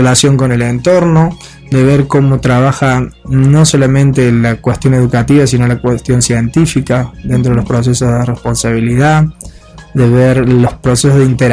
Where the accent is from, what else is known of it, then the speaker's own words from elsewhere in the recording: Córdoba, Argentina; now in Europe; aunque yo soy argentino, como se escucha un poquito el acento, soy cordobés, pero ya hace muchos años que estoy en Europa trabajando en estas temáticas.